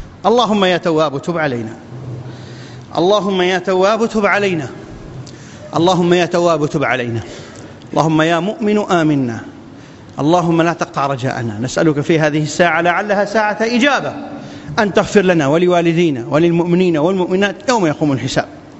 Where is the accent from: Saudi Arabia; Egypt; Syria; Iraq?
Iraq; أن تبسط الأمن والأمان في بلادنا العراق وبلاد